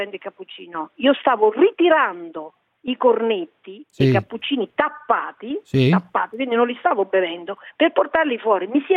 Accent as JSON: {"language": "Italian", "town": "Rome", "region": "Lazio", "country": "Italy", "tie": "born there", "said": "noi siamo cattolici perché siamo nati a Roma"}